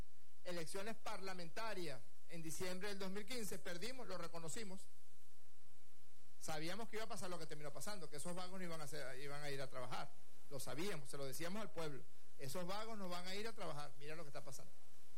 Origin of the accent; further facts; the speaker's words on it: Venezuela; Somos los venezolanos y las venezolanas quienes decidimos eso.